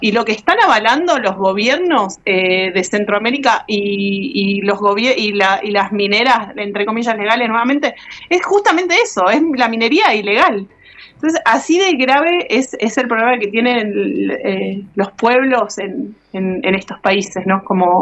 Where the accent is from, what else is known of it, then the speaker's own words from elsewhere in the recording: Mendoza, Argentina; now in Catamarca, Argentina; Con respecto a que soy de Catamarca. Yo vivo en Catamarca hace 10 años, pero soy mendocina, así que soy como una mendocina catamarqueña.